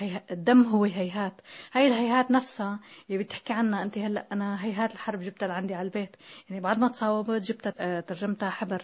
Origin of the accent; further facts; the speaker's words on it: Tartus, Tartus Governorate, Syria; كتبت أنا من طرطوس هون رسالة لحتى ندل علينا نحن